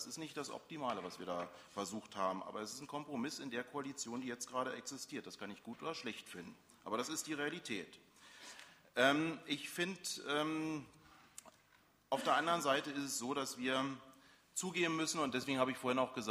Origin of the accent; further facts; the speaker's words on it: Berlin, Germany; ich komme aus Reinickendorf geografisch